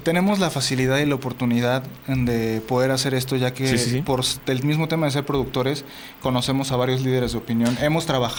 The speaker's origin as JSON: {"language": "Spanish", "country": "Mexico", "said": "incluyéndome, somos personas mexicanos"}